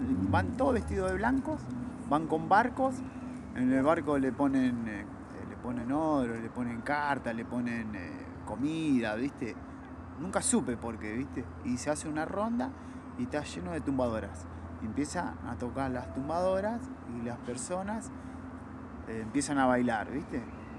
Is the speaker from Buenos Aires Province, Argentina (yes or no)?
yes; Quilmes, Buenos Aires Province, Argentina; yo viví casi toda mi vida ahí, ¿viste? Mis vecinos me conocen de chiquito, ¿viste? Me vieron crecer y nada, es hermoso, ¿viste? Soy de Quilmes porque vivo en Quilmes. Me encanta Quilmes también